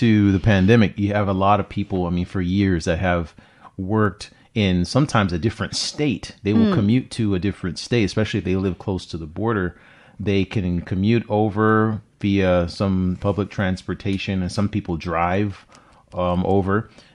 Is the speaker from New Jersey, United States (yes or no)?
no; California, United States; And I remember, because I'm from California, and I have a buddy that lived in San Francisco